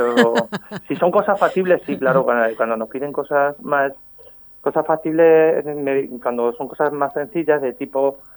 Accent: Talavera de la Reina, Castilla-La Mancha, Spain; born there; Bueno, yo solo nací en Talavera, ¿eh?

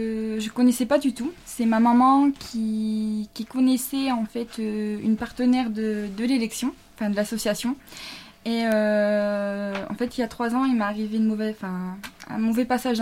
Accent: Saint-Omer, Hauts-de-France, France; étant donné que je suis de Saint-Omer, c'est vrai que c'est une découverte pour moi, pour cette ville.

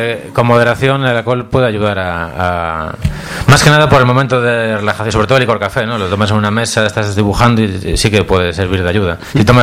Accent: Pontevedra, Galicia, Spain; Soy de Pontevedra, soy más del Celta.

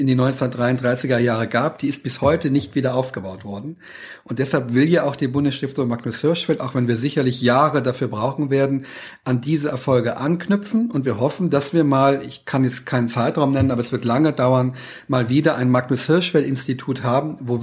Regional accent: Saarland, Germany; weil ich Katholik bin, aus Westdeutschland stamme, wo ich herkomme, aus einem kleinen Dorf im Saarland, da gab es gar keine Migranten.

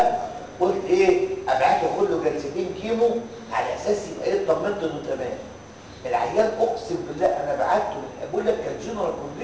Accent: Egypt; ده عندنا في مصر ده الواقع

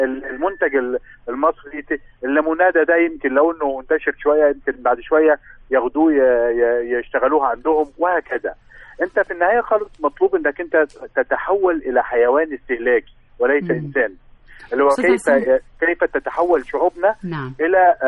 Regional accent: Egypt; احنا كان عندنا في مصر كان عندنا مثلا شركه مياه غازيه وطنيه

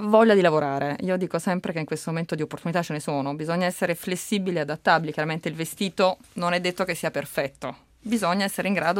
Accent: Naples, Campania, Italy; Mi hanno offerto un lavoro a Roma, io sono napoletana

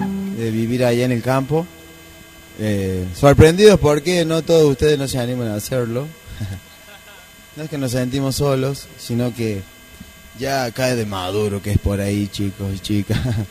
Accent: Argentina; Como buenos argentinos vamos a despertar cuando nos peguen el cachetazo.

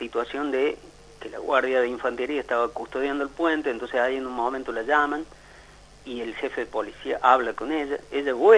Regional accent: Cruz del Eje, Córdoba, Argentina; born there; Yo soy nacido en Cruz del Eje, más allá que vivo en Córdoba

